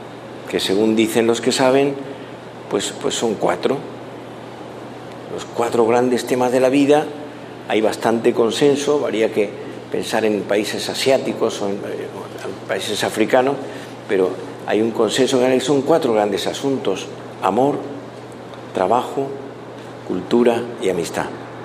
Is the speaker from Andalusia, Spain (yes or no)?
no; Madrid, Community of Madrid, Spain; Yo vengo de Madrid, en España el fútbol es, en Europa, pero en España en concreto